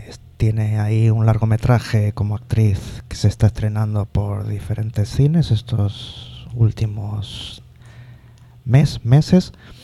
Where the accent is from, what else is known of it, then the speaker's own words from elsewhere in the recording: Asturias, Spain; No es porque sea mi pueblo, pero bueno.